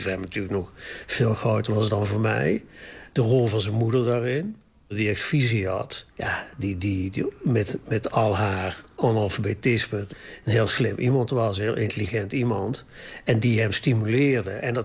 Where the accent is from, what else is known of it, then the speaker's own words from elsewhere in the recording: North Brabant, Netherlands; Ik ben uit Brabant en mijn achtergrond is allemaal wel bekend.